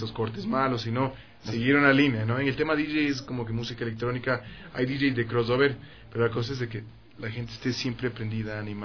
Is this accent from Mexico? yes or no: no; Ecuador; Hay mucha gente que no sabe que soy ecuatoriano, pero estoy en la lucha de hacerme conocer en el tema de que realmente es música producida en Ecuador.